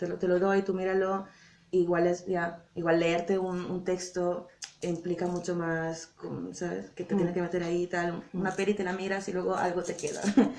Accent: Italy; Spanish is a second language; empezamos con Alemania y Holanda, que es donde vivimos nosotras, y luego, al principio, por ejemplo, Italia, que somos las dos italianas

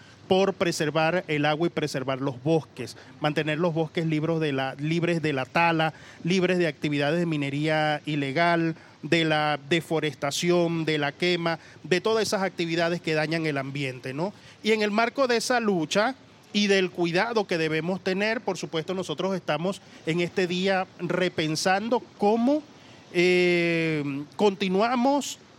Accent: Puerto Ayacucho, Amazonas, Venezuela; Yo vengo desde Puerto Ayacucho, Amazonas, Venezuela, pero desde allí hago cobertura al departamento del Vichada, en la zona de la Orinoquía.

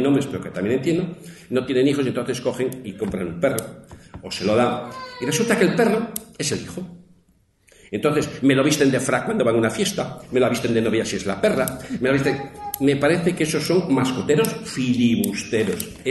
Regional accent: Castile and León, Spain; nosotros allí lo tenemos con los lobos y sobre todo en mi tierra leonesa, ahí arriba

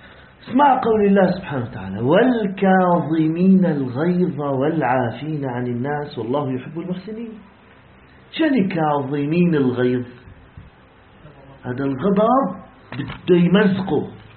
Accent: Syria; قضيتنا كسوريين يا أخواننا بسيطة جدا

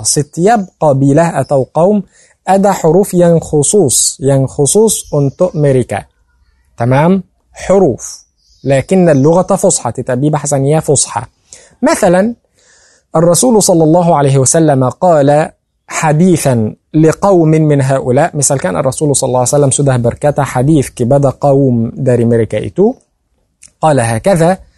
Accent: Egypt; نحن في مصر نقول كمي دي مصير بلانج، أنا مصري

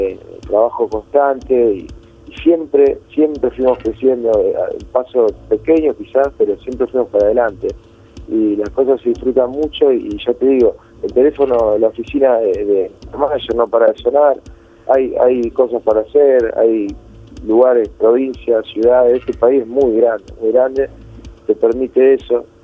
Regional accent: Rosario, Santa Fe, Argentina; Ni siquiera saben que por ahí somos de Rosario.

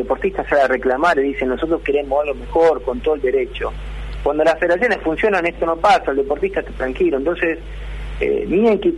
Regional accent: Argentina; un equipo realmente que nos siga haciendo sentir orgulloso como argentino a la hora de competir

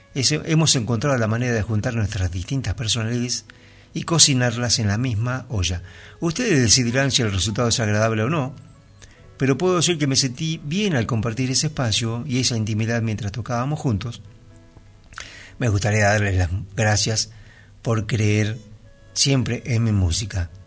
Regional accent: Vigo, Galicia, Spain; nos trasladamos a Galicia, al noroeste de España, de donde era originario mi padre. Crecí en Vigo, una ciudad costera, industrial y pesquera.

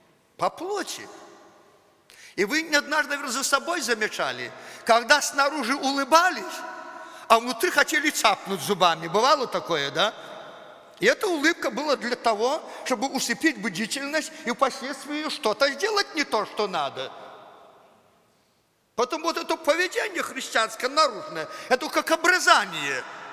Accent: Belarus; Ну да, по плоти я белорус. Это никуда не денешь.

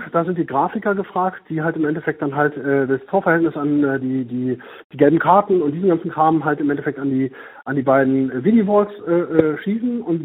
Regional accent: Braunschweig, Lower Saxony, Germany; born there; Also ich komme ja nun gebürtig aus Braunschweig

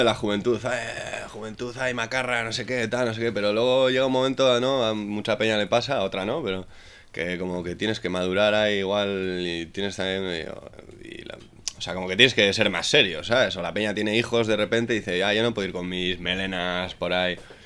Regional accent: Sondika, Basque Country, Spain; Yo soy de Sondica, tío, y de pequeño, tío, los mayores, ¿no?

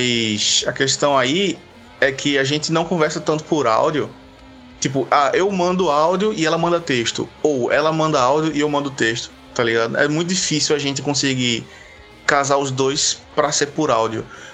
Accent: Recife, Pernambuco, Brazil; Eu sou de Recife, ela é de Salvador, 800 km de distância.

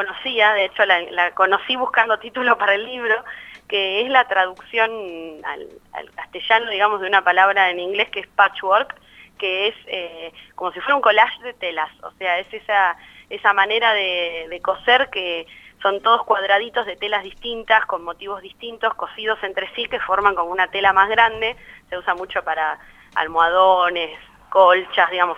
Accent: Bariloche, Río Negro, Argentina; yo vengo de Bariloche, como decías recién

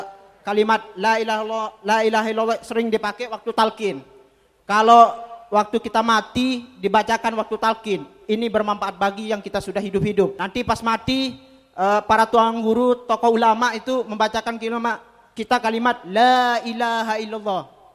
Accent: West Nusa Tenggara, Indonesia; berasal dari Nusa Tenggara Barat.

